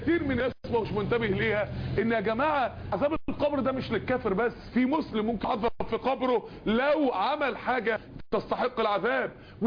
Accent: Mansoura, Dakahlia, Egypt; من الداعيات الكبار عندنا في المنصورة

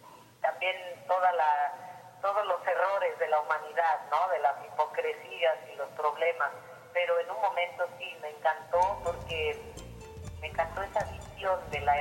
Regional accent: Oaxaca, Mexico; born there; also born or lived in United States; me tocó nacer en Oaxaca, mi tierra, pero siempre íbamos y veníamos.

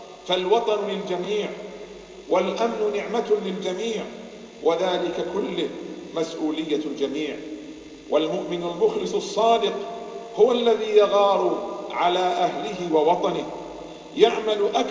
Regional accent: Bahrain; اللهم إنا نسألك أن تحفظ بلادنا البحرين

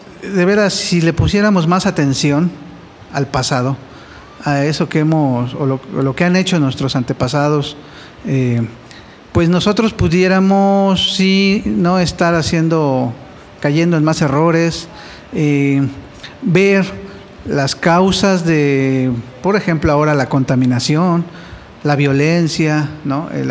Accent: Los Reyes La Paz, State of Mexico, Mexico; Desde hace 25 estoy ya viviendo aquí. Yo soy originario de Los Reyes, La Paz, Estado de México.

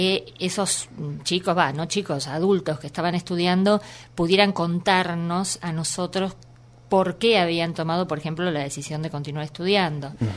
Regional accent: Buenos Aires, Argentina; now in Villa Berna, Argentina; yo soy de Buenos Aires, viví toda mi vida acá. Hice algunas incursiones de intentar vivir en el interior, pero concretamente hace 5 años me fui a vivir a la provincia de Córdoba, a un pueblo que se llama Villa Berna, donde somos 109 habitantes

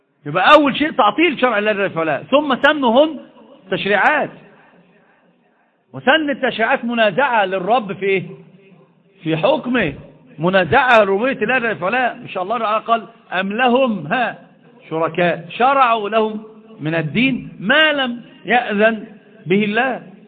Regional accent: Egypt; الحمد لله مش حد عندنا في مصر بيقول بذلك،

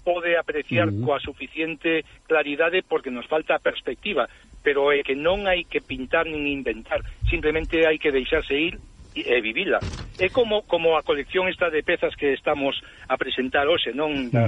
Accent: Vigo, Galicia, Spain; somos de Vigo, Somos de frente a la península de Morrazo.

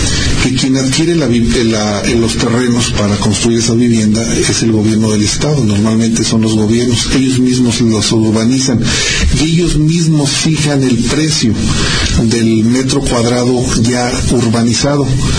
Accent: Aguascalientes, Mexico; De la ciudad de Aguascalientes, del centro de la República Mexicana.

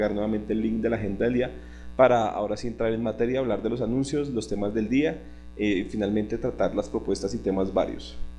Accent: Bogotá, Colombia; Soy de Bogotá, participo en varios equipos de trabajo, el de difusión, el equipo web

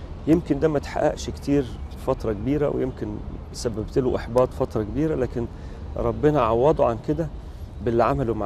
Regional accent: Cairo, Cairo Governorate, Egypt; احنا كنا ساكنين الاول في حته غير شبرا، يعني اتولدت في شبرا بس كنا ساكنين في حته جنب شارع محمد علي، وما كانش في كنائس هناك كتير،

